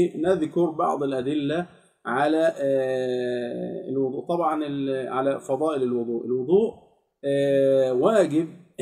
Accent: Egypt; نسأل الله جل في علاه أن يحفظ بلادنا مصر من كل سوء

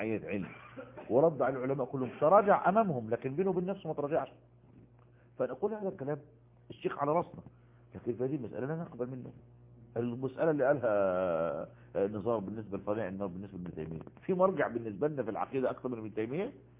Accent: Egypt; وجد المصافحة منتشرة عندنا في مصر

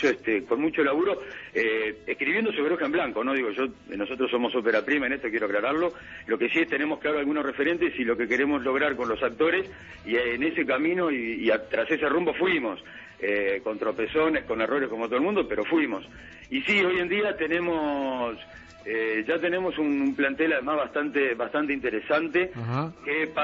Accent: Montevideo, Uruguay; Sí, yo soy un poquito más de arriba, soy acá de Goes.

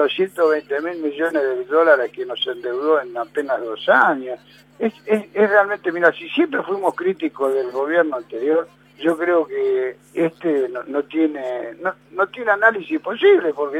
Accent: Argentina; a nosotros nos hace sentir felices como argentinos

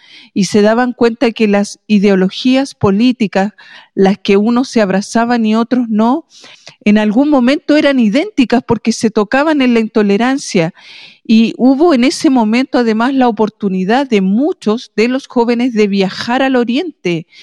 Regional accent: Chile; así como nosotros en este tiempo le transmitimos que somos chilenos a nuestras hijas

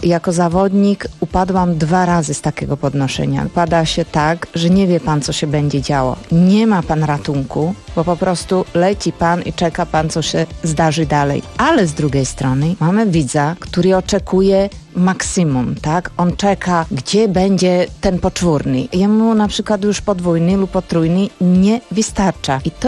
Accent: Slovakia; Polish is a second language; ja jako Słowaczka byłam poproszona

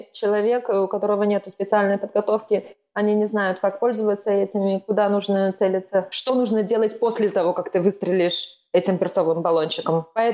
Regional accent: Estonia; Я из Эстонии первоначально

